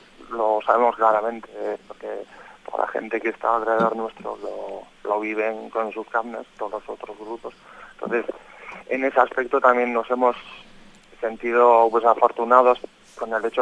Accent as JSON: {"language": "Spanish", "town": "Amorebieta", "region": "Basque Country", "country": "Spain", "said": "por nuestra zona, que somos de Amorebieta, de alrededor"}